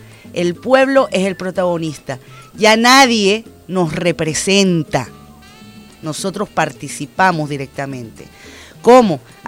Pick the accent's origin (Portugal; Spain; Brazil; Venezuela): Venezuela; Todos y todas somos venezolanos y la gran mayoría de las personas que vivimos en esta patria